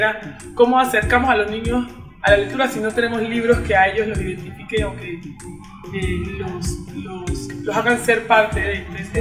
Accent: Tumaco, Nariño, Colombia; soy de Tumaco, Nariño, y hoy nos encontramos aquí

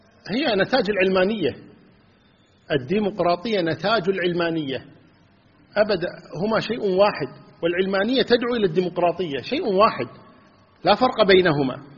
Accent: Kuwait; لقضية الانتخابات عندنا في الكويت

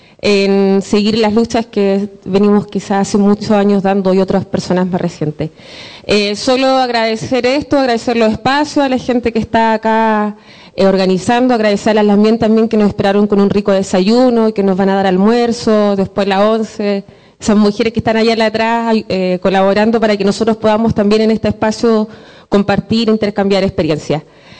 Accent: Temuco, Araucanía, Chile; yo vengo de Temuco

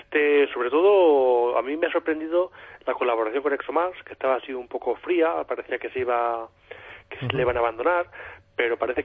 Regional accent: Albacete, Castilla-La Mancha, Spain; Pues tengo pendiente una charla en mi tierra, en Albacete.

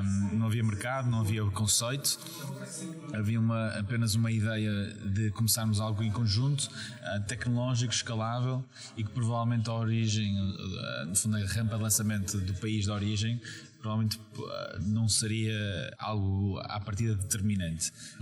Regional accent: Porto, Portugal; moved away as an adult; also born or lived in England; now in Lisbon, Portugal; Português, origem, eu nasci no Porto, vim para Lisboa, neste caso, há cerca de 5 anos atrás. Os primeiros 18 anos passei no Porto, entretanto depois fui fazer licenciatura em Inglaterra

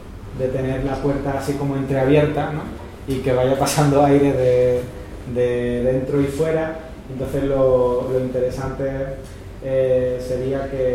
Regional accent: Seville, Andalusia, Spain; vengo de Sevilla.

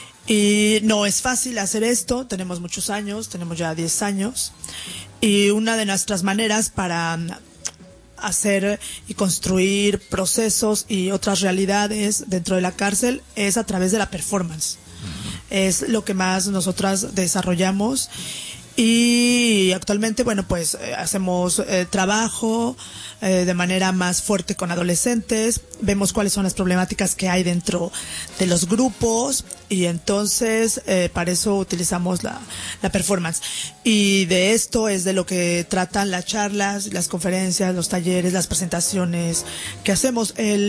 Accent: Mexico; born there; Estudié acá en Barcelona hace unos años, pero yo nací en México y principalmente trabajo en México, en la Ciudad de México.

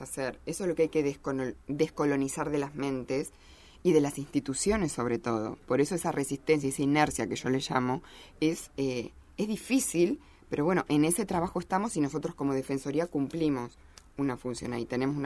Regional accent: Río Negro, Argentina; Yo me crié en un lugar donde a mapuches, yo soy de Río Negro

